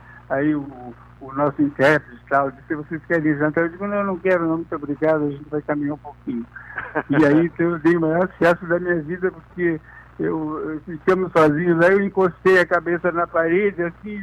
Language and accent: Portuguese; Quaraí, Rio Grande do Sul, Brazil; born there; em Quaraí, onde eu nasci, era a única janela que eu tinha para o mundo